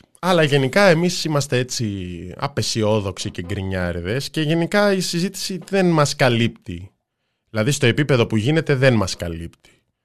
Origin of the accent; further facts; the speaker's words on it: Kato Kamila, Central Macedonia, Greece; Στο χωριό μου, όπως το λένε, την κάτω Καμίλα Σέρων.